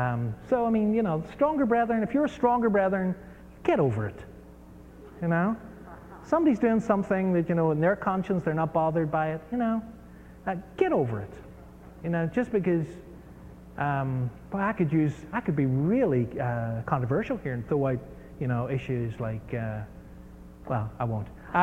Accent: Ireland; also born or lived in United States; I mean, I was brought up in Ireland where, you know

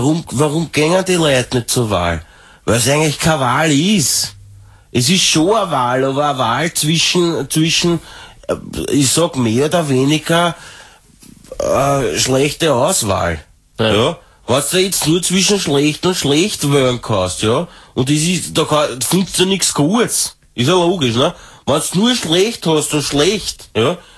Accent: Austria; ich will als Österreicherin, will das an der Spitze von meinem Land

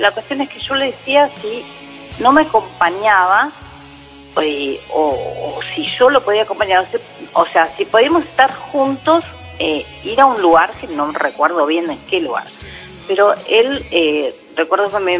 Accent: Buenos Aires, Argentina; Soy oriunda de Palermo Viejo.

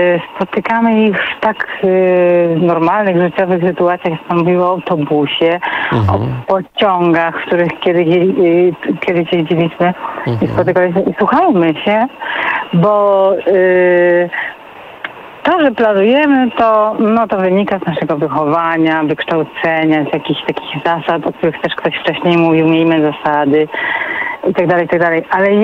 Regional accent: Greater Poland Voivodeship, Poland; Ja byłam bardzo pilną uczennicą, dzieckiem będąc, Wielkopolanka.

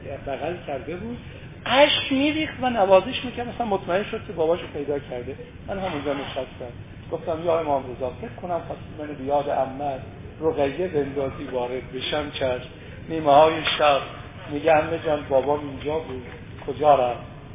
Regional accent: Iran; خب شب آخر سال شمسی ما ایرانیام هست

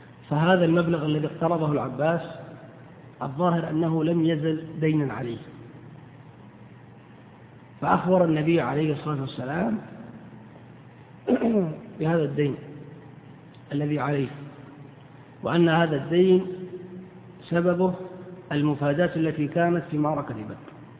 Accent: Eastern Province, Saudi Arabia; إنما البحرين تطلق الآن على ما يعرف عندنا بالأحساء أو المنطقة الشرقية

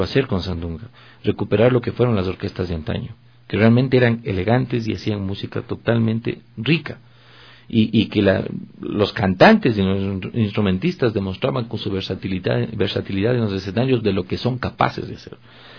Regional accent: Ecuador; cuando yo realmente me considere que soy un ecuatoriano de exportación, he de pensar en salir al extranjero.

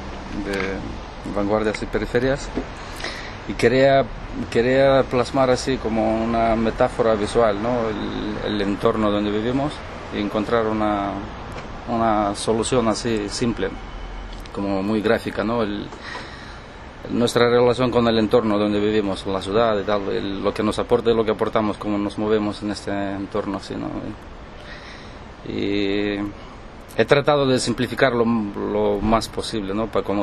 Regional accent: Moldova; Spanish is a second language; De Moldavia.

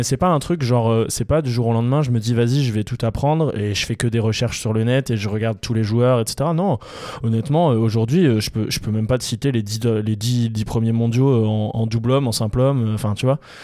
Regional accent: Hauts-de-France, France; à Liévin, donc près de chez moi puisque je suis du Nord

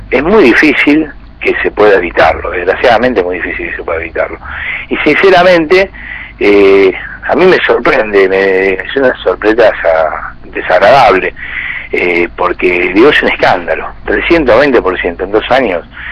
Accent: Buenos Aires, Argentina; yo soy porteño, vivo en la capital

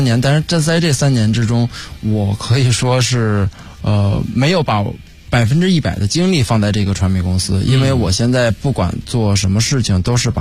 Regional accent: Beijing, China; 其实我觉得反正我觉得因为我是北京人嘛

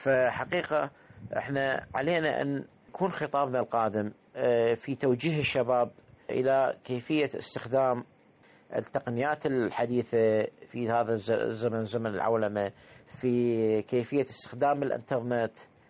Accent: Iraq; احنا عندنا بالعراق

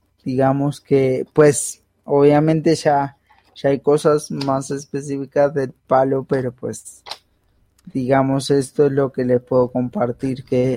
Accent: Buenos Aires Province, Argentina; now in Colombia; No soy porteño, soy bonaerense.

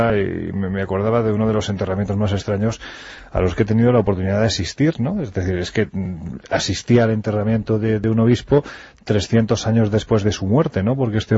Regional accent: Jaén, Andalusia, Spain; que construyó la catedral gótica de mi tierra, de Jaén

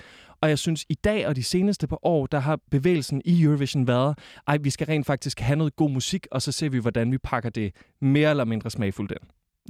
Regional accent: Kolding, Region of Southern Denmark, Denmark; Jeg kommer fra Kolding, eller sådan, der spillede vi håndbold.

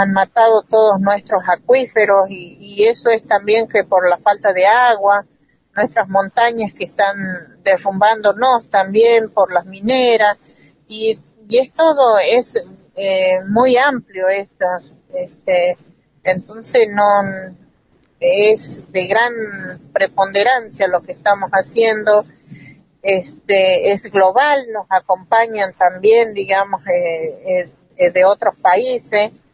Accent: Tucumán, Argentina; de la Nación de Aguita, y también integrante del Movimiento de Mujeres Indígenas por el Buen Vivir, de Tucumán.

